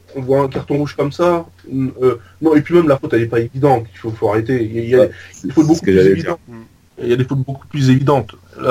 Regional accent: France; je sais pas si c'est parce qu'on est français

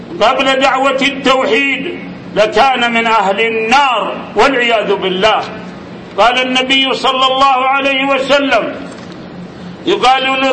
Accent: Saudi Arabia; ماذا يريد جماعة الإخوان عندنا في المملكة العربية السعودية

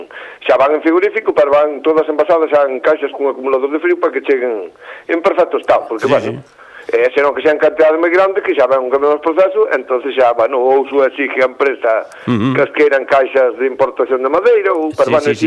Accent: Galicia, Spain; 3 somos galegos e 1 catalán

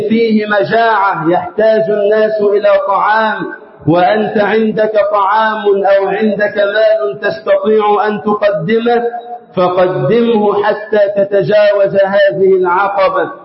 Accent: Egypt; اللهم اجعل بلدنا مصر أمنا أمانا وسائر بلاد

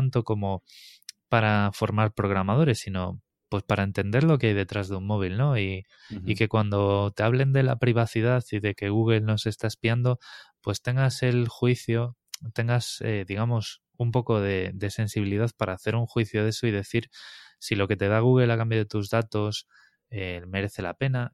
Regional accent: Galicia, Spain; Yo tengo bastantes amigos personales que son profesores en Galicia, además, yo soy gallego.

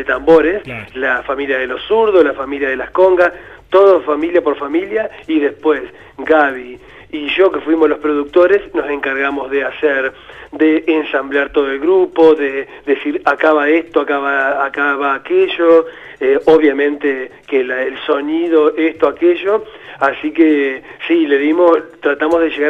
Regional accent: Entre Ríos, Argentina; como también soy de Entre Ríos, siempre ir a tocar realmente a las provincias y demás

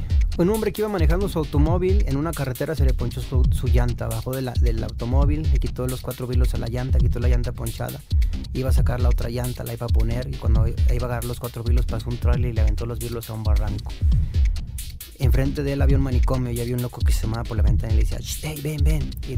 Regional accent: Mexico; nosotros como mexicanos somos extraordinariamente dramáticos, ¿no?

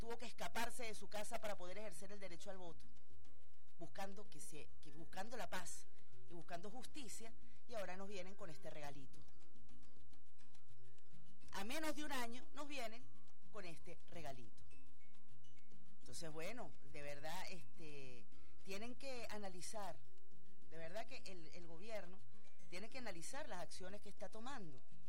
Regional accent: Venezuela; como una venezolana

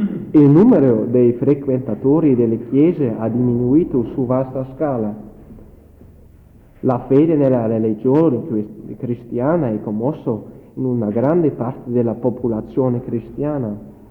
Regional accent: Germany; Italian is a second language; Ci saranno sicuramente qualche errore, perché è molto difficile per me, come tedesco, fare una relazione in italiano.

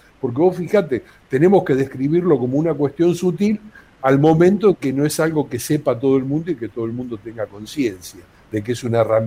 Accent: Argentina; ¿cómo ciudadanos, como argentinos, estamos pagándole impuestos a un Estado

